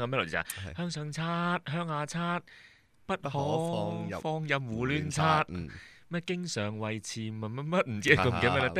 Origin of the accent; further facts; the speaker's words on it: China; 係我哋中國人嘅特色嚟嘅